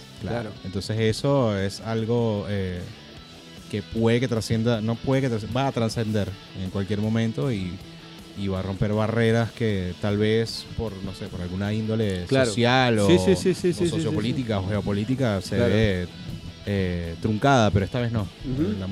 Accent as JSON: {"language": "Spanish", "town": "Los Teques", "region": "Miranda", "country": "Venezuela", "said": "Los Teques."}